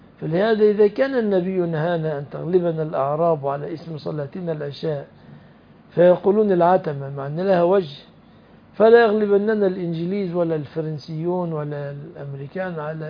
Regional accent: Egypt; خلاص انا مصري

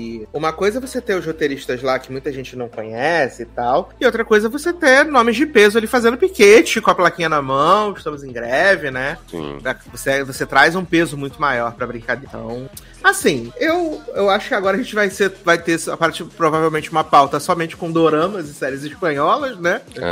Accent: Brazil; É, não, eu só queria, enquanto brasileiro, ver a Bruninha no tapete vermelho, entendeu? Porque aqui no Brasil, provavelmente, vão fazer um tapete vermelho

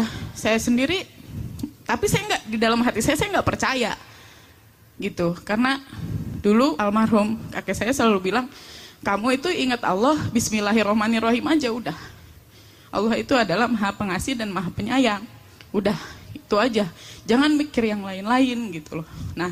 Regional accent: Bekasi, West Java, Indonesia; saya dari Bekasi.

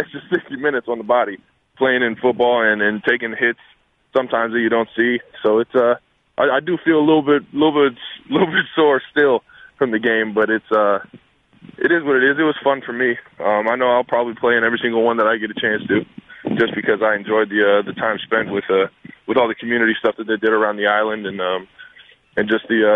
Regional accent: Cleveland, Ohio, United States; I mean, I'm from Cleveland, so I kind of peek at everything that goes on out there

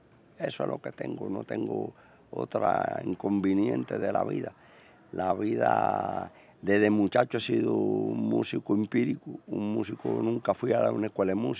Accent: Cuba; porque yo amo a Cuba y soy cubano

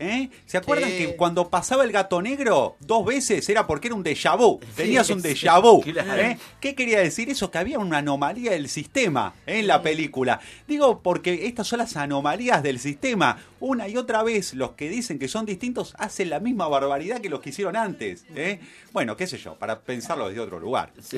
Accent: Argentina; los que choreamos no somos los argentinos, son los extranjeros.

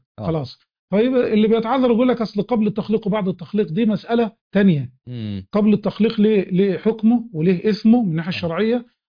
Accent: Egypt; خاصه مثلا عندنا في مصر في بعض الريف الصعيد

